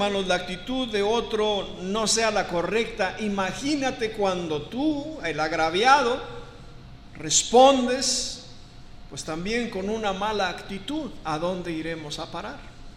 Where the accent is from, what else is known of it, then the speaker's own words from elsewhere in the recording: Mexico; born there; los que nacimos en México tenemos una cultura